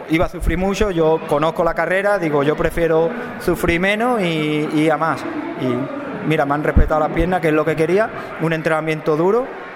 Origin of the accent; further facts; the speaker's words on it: Arahal, Andalusia, Spain; Y después tuve que volver a España y corrí la de mi pueblo, que yo soy, como bien ha dicho, de Araal